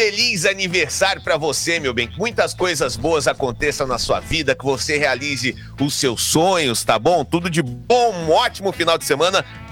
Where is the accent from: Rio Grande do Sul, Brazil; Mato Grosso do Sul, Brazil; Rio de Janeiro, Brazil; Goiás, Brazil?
Goiás, Brazil; Goiânia; Falei, gente, eu sou de Goiânia.